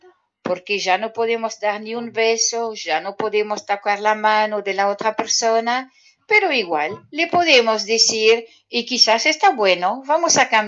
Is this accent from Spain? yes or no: no; Belgium; Spanish is a second language; ¿Y se recuerdan que yo vengo de Bélgica?